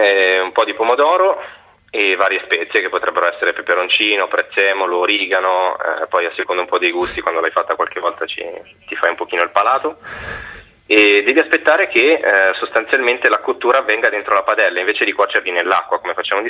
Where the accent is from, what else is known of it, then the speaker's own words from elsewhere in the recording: Milan, Lombardy, Italy; Sì, sono di Milano.